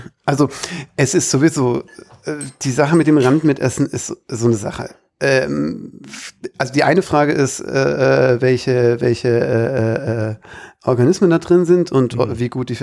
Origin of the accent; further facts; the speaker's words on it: Baden-Württemberg, Germany; Ich bin ja Schwabe, jetzt ist es raus. Und als Schwabe isst man natürlich gerne Kässpätzle.